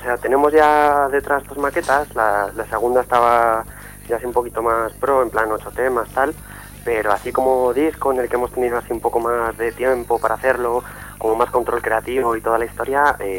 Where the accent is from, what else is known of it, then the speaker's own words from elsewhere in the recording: Zaragoza, Aragon, Spain; yo además que soy de Zaragoza, pues las ganas de tocar ahí son locas, vaya.